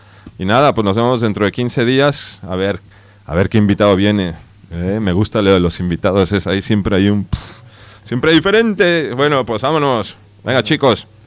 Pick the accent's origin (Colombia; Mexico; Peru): Mexico; now in Spain; como vengo de México, ahí la verdad es que todo lo que escuchaba yo y lo que escuchaba mucha gente, pues cuando era pequeño era toda música en inglés